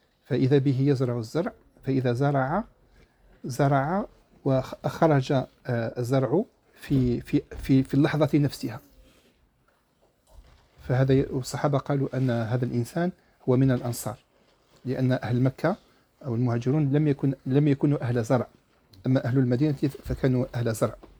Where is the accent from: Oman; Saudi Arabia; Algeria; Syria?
Algeria; كما احنا نقوله عندنا في الجزائر يتكبد